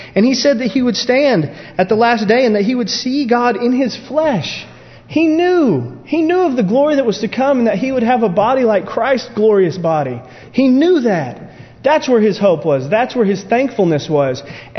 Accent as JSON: {"language": "English", "country": "United States", "tie": "born there", "said": "thankful, you know, that I was born in America"}